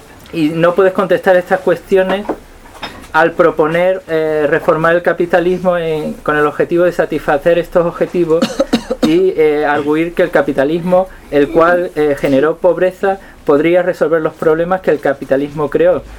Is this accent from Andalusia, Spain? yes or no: yes; Algeciras, Andalusia, Spain; Yo soy de Algeciras, entonces bueno, me baño mucho en la playa de Tarifa